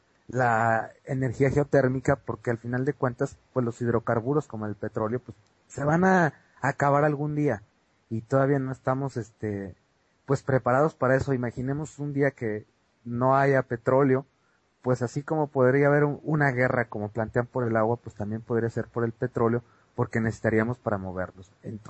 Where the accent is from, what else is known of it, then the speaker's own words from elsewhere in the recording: Mexico; todos los candidatos ahorita a presidentes en mi país, en México